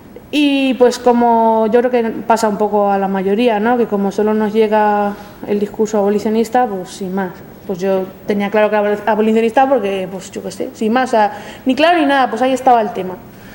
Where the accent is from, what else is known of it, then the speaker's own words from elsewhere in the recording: Cuenca, Castilla-La Mancha, Spain; En mi caso, Castilla-La Mancha, porque yo soy de Cuenca, pues si no lo habíais notado con el acentaco que tengo.